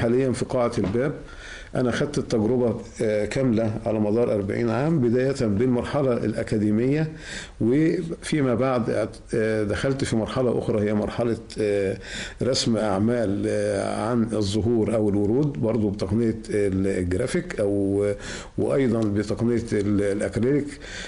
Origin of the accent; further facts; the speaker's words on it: Egypt; moved away; حنين للوطن، حنين للرجوع بقى للمشاركات داخل بلدنا الحبيبة، داخل بلدنا مصر.